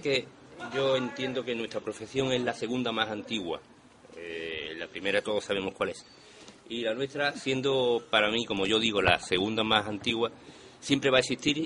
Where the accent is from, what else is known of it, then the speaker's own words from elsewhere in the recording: Jerez de la Frontera, Andalusia, Spain; born there; now in Playa Blanca, Spain; yo nací en Jerez de la Frontera, Cádiz.